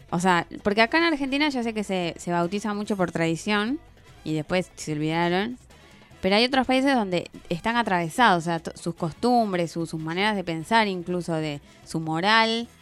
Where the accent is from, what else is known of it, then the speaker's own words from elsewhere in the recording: Arequipa, Peru; De Arequipa.